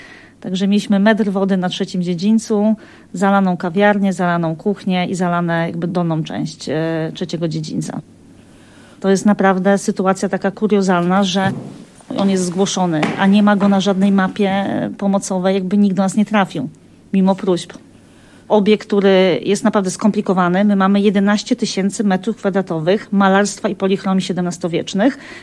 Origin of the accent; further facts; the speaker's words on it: Wrocław, Lower Silesian Voivodeship, Poland; born there; Ja się urodziłam we Wrocławiu, ale tutaj do Kotliny Kłodzkiej przyjeżdżałam, bo mamy niedaleko ziemię, gdzie spędzaliśmy zawsze wakacje. I do Gorzanowa trafiłam dokładnie w 97 roku, w czasie powodzi.